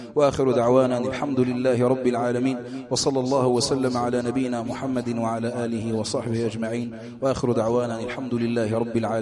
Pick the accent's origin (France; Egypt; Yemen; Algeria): Algeria; اللهم احفظ بلادنا الجزائر من كل مكروه وسوء وبلاء